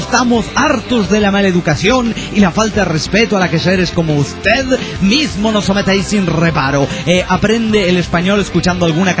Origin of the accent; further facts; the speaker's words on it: Catamarca, Argentina; soy de Catamarca, Argentina.